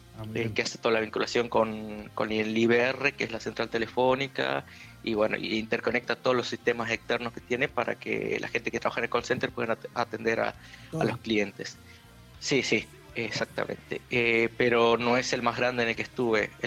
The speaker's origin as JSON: {"language": "Spanish", "region": "Jujuy", "country": "Argentina", "moved": "yes", "lives_now": "Buenos Aires, Argentina", "said": "Soy de Jujuy, estoy estudiando en... Me fui de Jujuy en el 2002 más o menos"}